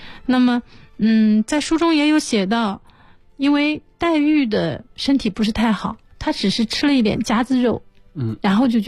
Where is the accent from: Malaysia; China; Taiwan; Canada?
China